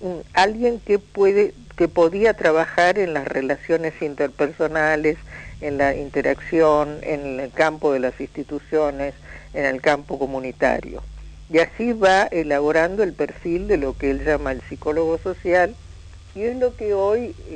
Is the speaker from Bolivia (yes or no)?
no; Argentina; Cuando decimos los argentinos no somos los porteños, solamente